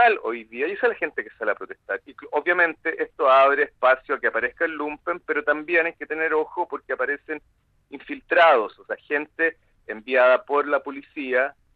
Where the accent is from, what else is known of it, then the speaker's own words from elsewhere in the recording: Chile; Yo que soy chileno, estoy absolutamente impactado con lo que sucedió.